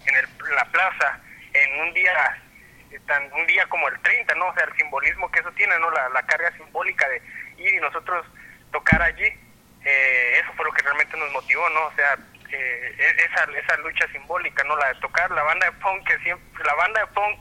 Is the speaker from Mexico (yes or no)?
no; Antigua Guatemala, Sacatepéquez, Guatemala; nosotros somos de Antigua